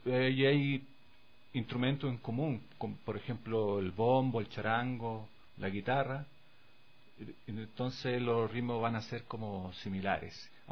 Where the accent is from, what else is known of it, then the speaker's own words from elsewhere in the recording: Santiago, Santiago Metropolitan, Chile; born there; Bueno, yo nací en el año 81, en Santiago de Chile.